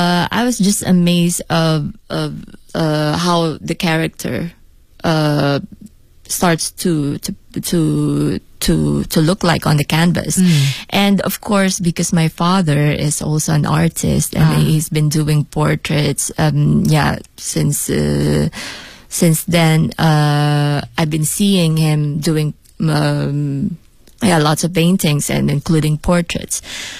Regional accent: Philippines; now in Beijing, China

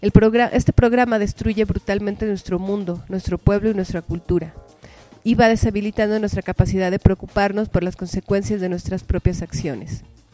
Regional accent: Tepoztlán, Morelos, Mexico; Nosotros vivimos y existimos en este territorio, somos de este territorio, somos de Tepoztlán

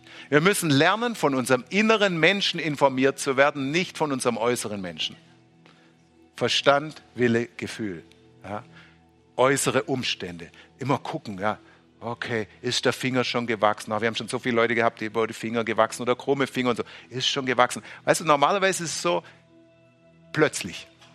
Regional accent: Baden-Württemberg, Germany; ich bin Schwabe

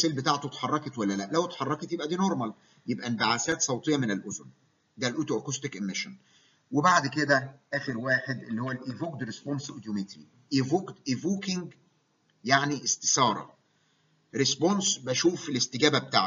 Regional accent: Egypt; هو الاجهزه اللي عندنا في مصر مش شرط 8 فريكوانسيز

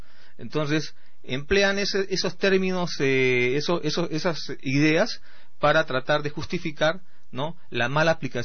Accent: Lima, Peru; Porque yo soy limeño.

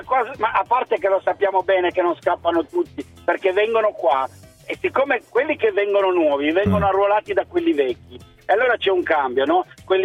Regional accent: Turin, Piedmont, Italy; Qui in Torino, io sono di Torino, la città è un disastro

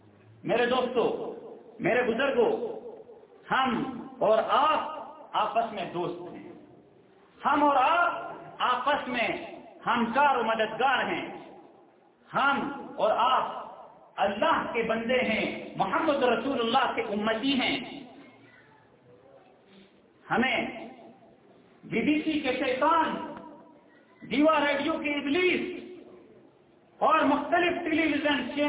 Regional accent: Pakistan; میں پاکستان سے تعلق رکھتا ہوں

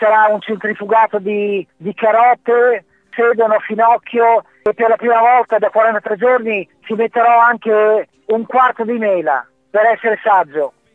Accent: Emilia-Romagna, Italy; dobbiamo essere orgogliosi non solo come emiliano romagnoli ma come italiani

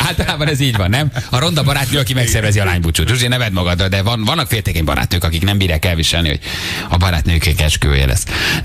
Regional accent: Eger, Heves, Hungary; Egyébként egri vagyok.

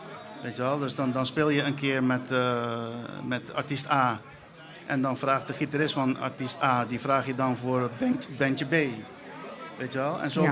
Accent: Curaçao; Ik kom oorspronkelijk uit Curaçao.

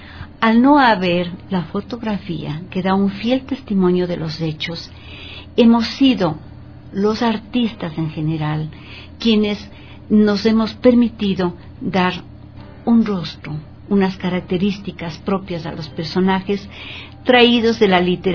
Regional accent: Quito, Pichincha, Ecuador; Si nosotros sacamos números representativos de los habitantes que somos de Quito

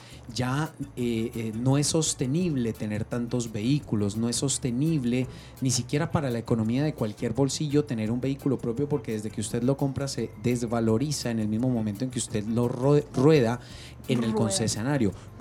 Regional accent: Bogotá, Colombia; Miren, yo vengo de Bogotá, son conscientes que allá las distancias son extremadamente largas.

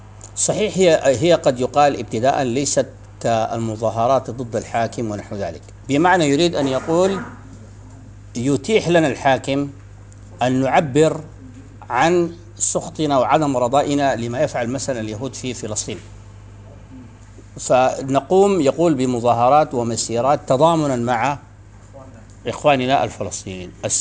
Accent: Sudan; عندنا في السودان يعني استعمال نحن نسميه التنباك

